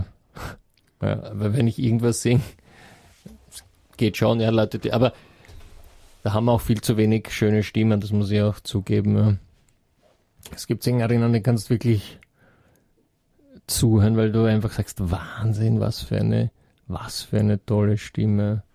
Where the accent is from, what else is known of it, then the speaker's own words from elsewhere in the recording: Korneuburg, Lower Austria, Austria; Also ich bin aus Niederösterreich. Aus Korneuburg.